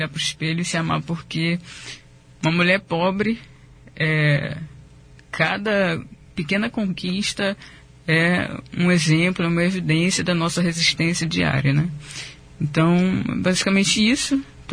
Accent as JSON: {"language": "Portuguese", "region": "Rio de Janeiro", "country": "Brazil", "tie": "born there", "lives_now": "Foz do Iguaçu, Brazil", "said": "eu sou nascido no Rio de Janeiro, né? Pelo sotaque já dá para perceber um pouquinho. E moro em Foz do Iguaçu, tenho mais de 3 anos já."}